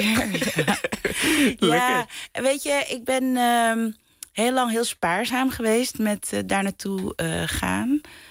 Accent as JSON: {"language": "Dutch", "country": "Netherlands", "tie": "born or raised there", "said": "ik ben in Nederland opgegroeid, dus ik sta met één been in het Caribisch gebied en met één been in Nederland."}